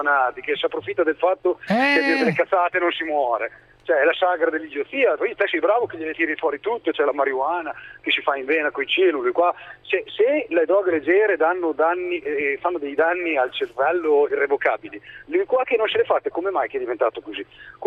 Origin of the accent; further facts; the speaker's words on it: Modena, Emilia-Romagna, Italy; Mica da modenese noi siamo abbastanza...